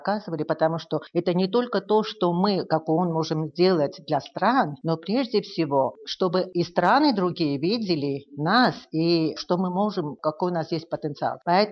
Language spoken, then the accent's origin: Russian; Armenia; я как первая армянка, которая туда поехала